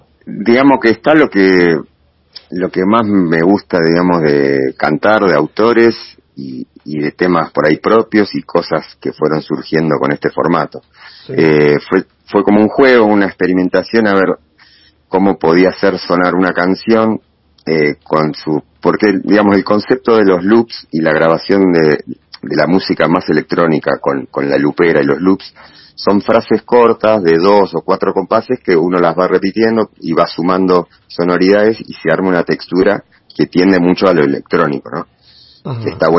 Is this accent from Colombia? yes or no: no; Bernal, Buenos Aires Province, Argentina; Yo soy originario de Bernal, después viví en 15 años en Boedo, en Capital. Y hace ya unos años, ya casi 8 años creo ya, por suerte pude volver para estos lados, que es un poco más mi aire, mi hábitat, en Don Bosco